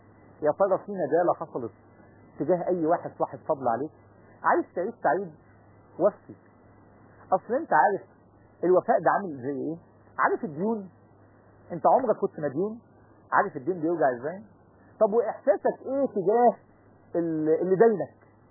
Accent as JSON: {"language": "Arabic", "country": "Egypt", "said": "عندنا في مصر الكلمه دي مشهوره"}